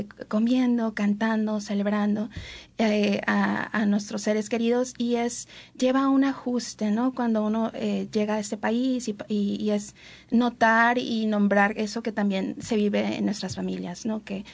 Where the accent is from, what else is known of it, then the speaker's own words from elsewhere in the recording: Mexico; yo soy mexicana